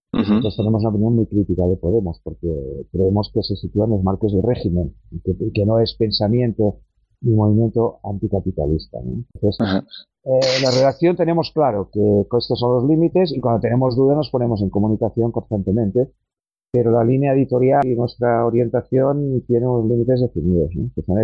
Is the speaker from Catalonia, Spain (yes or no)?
yes; Barcelona, Catalonia, Spain; yo soy de Barcelona